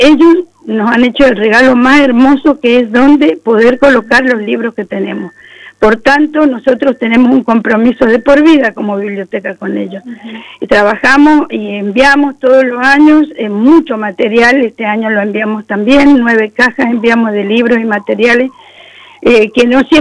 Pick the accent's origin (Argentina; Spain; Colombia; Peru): Argentina; como argentinos tenemos que nutrir cada vez más